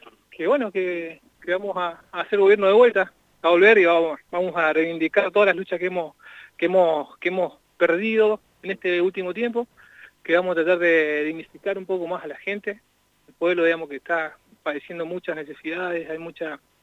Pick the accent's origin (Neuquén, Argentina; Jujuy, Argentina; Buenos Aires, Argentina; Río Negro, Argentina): Neuquén, Argentina; Zapala; También de Zapala, venimos acá al acto de Cristina.